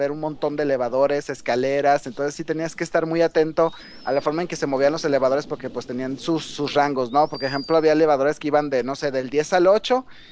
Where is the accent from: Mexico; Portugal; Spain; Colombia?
Mexico; Guadalajara, Jalisco; yo como yo viví en, yo mi infancia la viví en Guadalajara